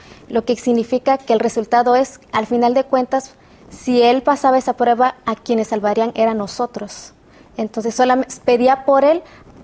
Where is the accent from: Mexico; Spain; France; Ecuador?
Mexico; Veracruz; yo soy originaria de Veracruz